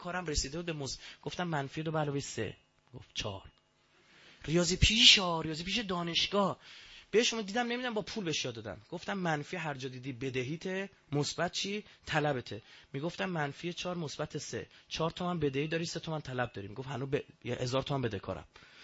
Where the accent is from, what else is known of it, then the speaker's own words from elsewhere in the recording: Iran; ما ایرانیم من عرب نیستم بودم به ذات مثلا نژادم چه میدونم شاید تو اجدادم یه عربی هم بوده خبر ندارم ولی مطمئنم عرب نیستم.